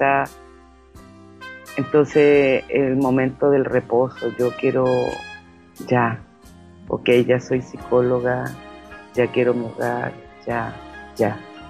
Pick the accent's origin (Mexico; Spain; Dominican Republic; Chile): Chile; Ñuñoa, Santiago Metropolitan Region; born there; nací en Ñuñoa, en el Hospital de Carabineros de Chile, un día 17 de mayo de 1962.